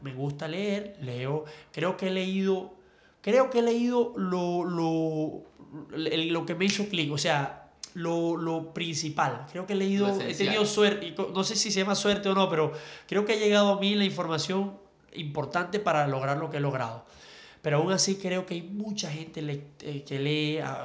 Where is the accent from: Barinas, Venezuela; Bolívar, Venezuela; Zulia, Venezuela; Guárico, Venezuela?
Bolívar, Venezuela; Ciudad Bolívar; moved away as an adult; now in Caracas, Venezuela; Nací en Ciudad Bolívar. Sí, por allá me crié hasta la mayoría de edad y luego, bueno, me vine a la capital y al tiempo, tengo aquí que 10, 12 años más o menos.